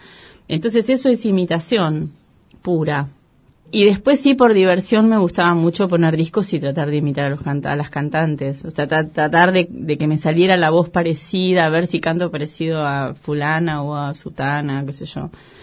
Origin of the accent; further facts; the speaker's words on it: San Martín, Buenos Aires Province, Argentina; born there; Yo nací en San Martín, mi familia la mayoría eran obreros